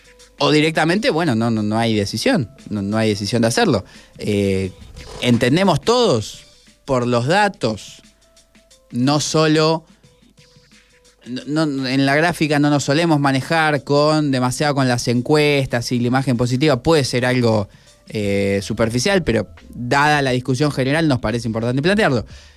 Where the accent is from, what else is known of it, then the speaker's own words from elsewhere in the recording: Argentina; Digamos, me hago cargo como argentino